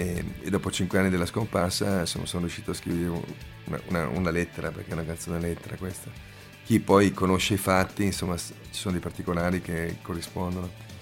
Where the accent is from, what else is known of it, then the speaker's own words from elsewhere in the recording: Verona, Veneto, Italy; Io poi sono di Verona, abbiamo avuto tre omicidi negli ultimi 20 anni